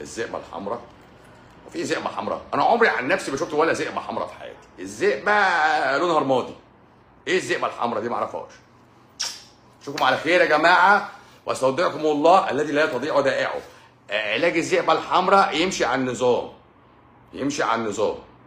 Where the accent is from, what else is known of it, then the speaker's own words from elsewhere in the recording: Egypt; احنا بقى عايزين نعمل واحدة احنا عندنا في مصر.